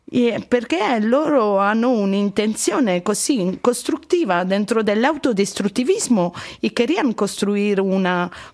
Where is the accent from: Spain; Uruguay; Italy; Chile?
Italy; Spanish is a second language; now in Düsseldorf, Germany; No, estudio en Düsseldorf, pero soy originaria italiana.